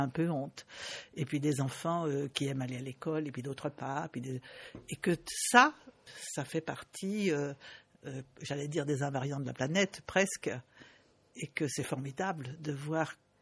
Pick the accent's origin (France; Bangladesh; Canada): Bangladesh; Par exemple, je viens du Bangladesh. J'étais au Bangladesh au mois de janvier.